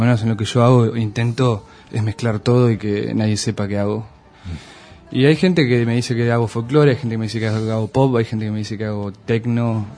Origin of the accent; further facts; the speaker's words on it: Luis Beltrán, Río Negro, Argentina; also born or lived in Viedma; Yo nací en Viedma y hice la escuela primaria en Luis Beltrán, que es un pueblito del Valle Medio, de Río Negro.